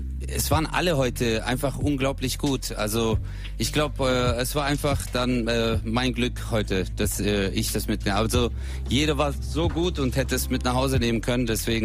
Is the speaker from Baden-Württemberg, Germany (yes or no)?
yes; Stuttgart, Baden-Württemberg, Germany; Also, ich komme aus Stuttgart, genau.